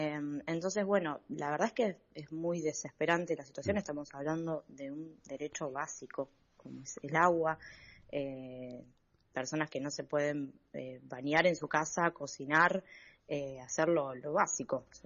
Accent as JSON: {"language": "Spanish", "region": "Buenos Aires", "country": "Argentina", "said": "en mi caso yo soy de La Boca, estuve con problemas de agua"}